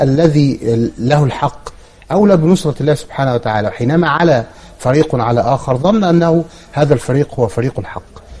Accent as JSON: {"language": "Arabic", "country": "Egypt", "said": "يعني مثلا عندنا في مصر لما حصلت الأزمة الإشكالية السياسية التي نعاني منها الآن"}